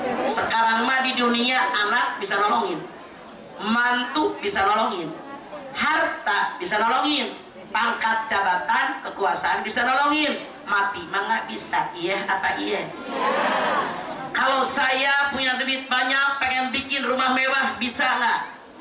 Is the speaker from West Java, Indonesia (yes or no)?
yes; Ciamis, West Java, Indonesia; Saya orang Ciamis, bukan orang Cilacap tuh.